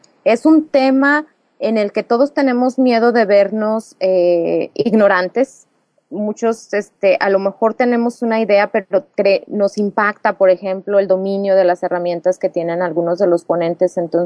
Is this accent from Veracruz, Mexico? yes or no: no; Coahuila, Mexico; Es que sí somos los de Coahuila.